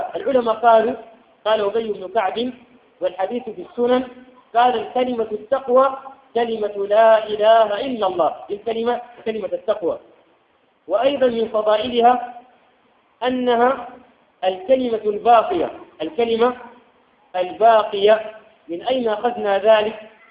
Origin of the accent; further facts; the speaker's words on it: Sudan; حتى الآن في بلادنا السودان ما يروح في كل مكان وإنما مناطق معينة